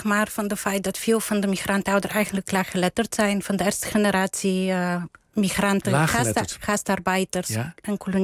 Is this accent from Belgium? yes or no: no; Bulgaria; Dutch is a second language; Mijn partner is Duits, ik ben Bulgaars. Wij spreken met elkaar Engels.